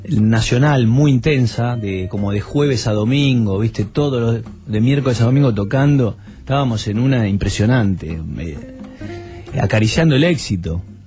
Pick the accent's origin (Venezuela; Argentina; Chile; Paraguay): Argentina; no digamos que somos argentinos porque nos cagan a trompadas